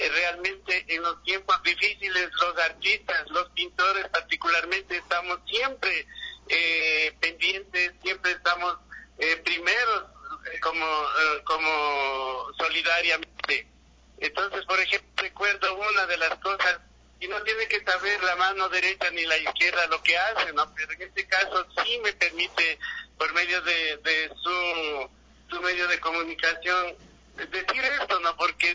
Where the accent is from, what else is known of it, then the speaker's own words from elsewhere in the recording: Otavalo, Imbabura, Ecuador; Yo soy ecuatoriano, yo soy otavaleño, entonces tengo que pintar nuestras costumbres, nuestras cosas que están cerca.